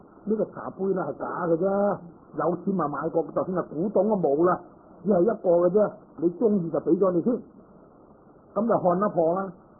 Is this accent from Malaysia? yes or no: no; Guangdong, China; 即系我哋广东人话，咁咪由得佢啦